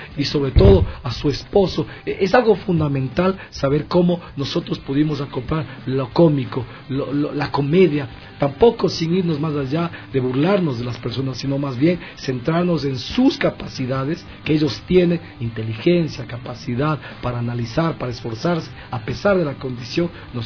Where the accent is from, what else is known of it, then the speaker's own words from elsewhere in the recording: Ecuador; Somos ecuatorianos